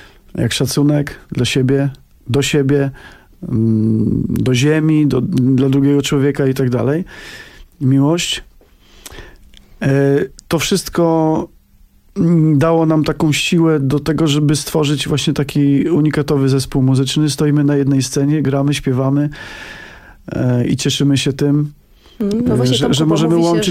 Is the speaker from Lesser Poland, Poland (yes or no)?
yes; Lesser Poland, Poland; my pochodzimy z Małopolski, tam taka góralskie zacięcie biesiadne u nas jest właściwie nieodłącznym takim elementem naszego życia rodzinnego.